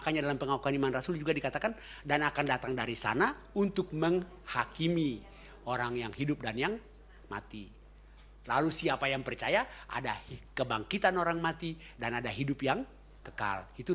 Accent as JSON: {"language": "Indonesian", "town": "Ambon", "region": "Maluku", "country": "Indonesia", "said": "karena saya orang Ambon"}